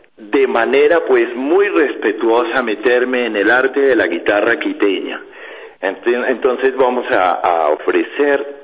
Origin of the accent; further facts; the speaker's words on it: Cali, Valle del Cauca, Colombia; Yo vengo de Cali, Colombia.